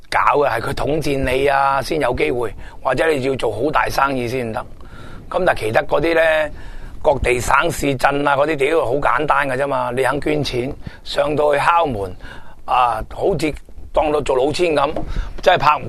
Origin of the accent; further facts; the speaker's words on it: Hong Kong; 我哋香港普通食唔起货。